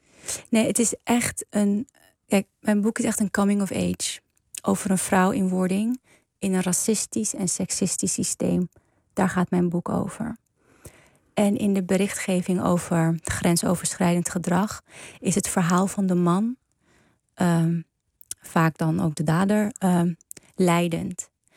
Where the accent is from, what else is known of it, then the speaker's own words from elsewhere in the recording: Amsterdam, North Holland, Netherlands; Ook al ben je geboren en getogen in Amsterdam, in het Prinsengracht ziekenhuis.